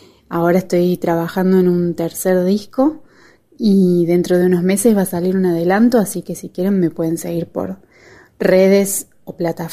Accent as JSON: {"language": "Spanish", "region": "Córdoba", "country": "Argentina", "lives_now": "Buenos Aires, Argentina", "said": "Yo soy música, soy cordobesa, pero hace casi 10 años que vivo en Buenos Aires."}